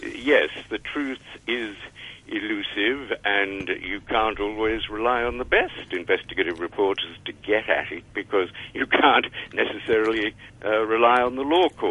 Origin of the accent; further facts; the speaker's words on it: Australia; 50 years ago, when I was growing up in Australia, it was widely reported